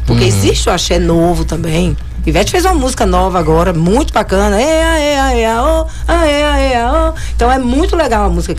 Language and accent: Portuguese; Bahia, Brazil; tive um pouquinho porque sou baiana